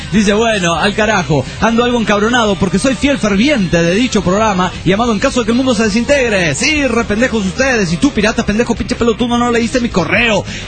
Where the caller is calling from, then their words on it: Calchaquí, Santa Fe, Argentina; soy de Calchaquí, Santa Fe, Argentina.